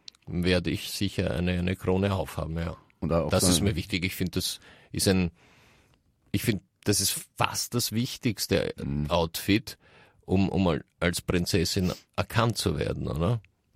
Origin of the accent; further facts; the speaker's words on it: Russia; Ja, ich komme ja aus Russland.